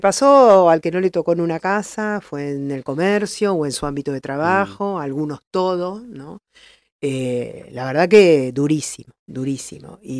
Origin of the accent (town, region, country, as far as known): La Plata, Buenos Aires Province, Argentina